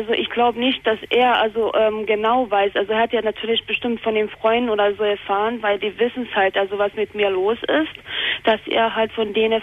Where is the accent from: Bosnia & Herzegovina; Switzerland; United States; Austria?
Bosnia & Herzegovina; also ich komme ja ursprünglich aus Bosnien, aus Jugoslawien